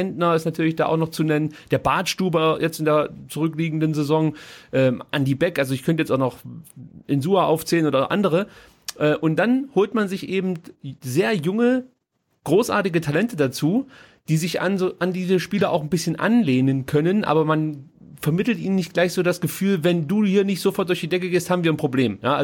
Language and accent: German; Stuttgart, Baden-Württemberg, Germany; so eine gewisse Skepsis bleibt einfach. Das hat man als Stuttgarter, glaube ich, an sich.